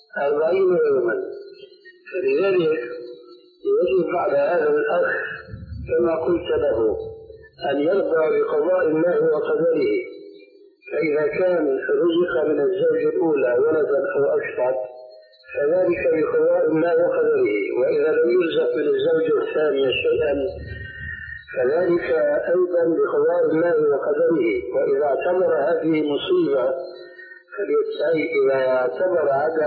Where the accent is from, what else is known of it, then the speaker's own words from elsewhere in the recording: Syria; عندنا في سوريا